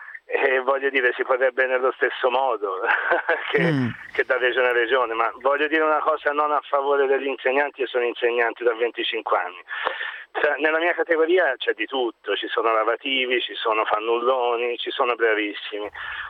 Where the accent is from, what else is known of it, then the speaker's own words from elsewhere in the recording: Tuscany, Italy; io sono toscano